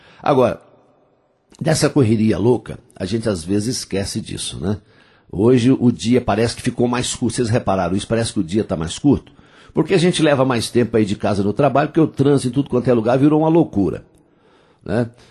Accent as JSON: {"language": "Portuguese", "town": "Coromandel", "region": "Minas Gerais", "country": "Brazil", "tie": "born or raised there", "said": "Dia 5 de julho tem show de … lá em Coromandel, nas Minas Gerais, lá na minha terra."}